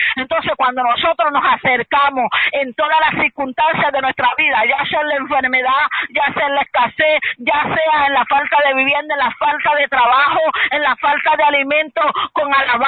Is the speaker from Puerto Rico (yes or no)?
yes; Puerto Rico; nosotros somos los boricuas los más que adoramos